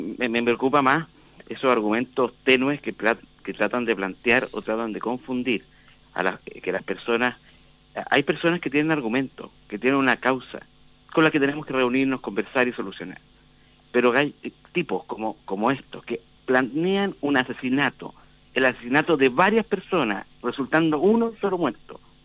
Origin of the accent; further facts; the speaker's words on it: Chile; no lo podemos tolerar como chilenos